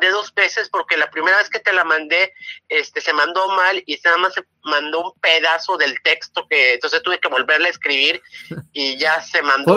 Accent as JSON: {"language": "Spanish", "town": "Puerto Vallarta", "region": "Jalisco", "country": "Mexico", "said": "soy de aquí de Puerto Vallarta."}